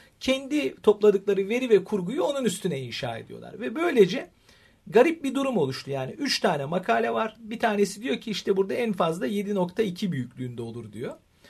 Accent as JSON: {"language": "Turkish", "region": "Istanbul", "country": "Turkey", "tie": "born or raised there", "said": "Ve şans şu, ben İstanbul doğumluyum."}